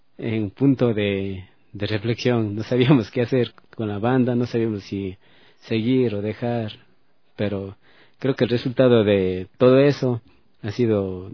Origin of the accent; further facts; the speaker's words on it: Ecuador; Creo que es más la esencia que nosotros tenemos como músicos ecuatorianos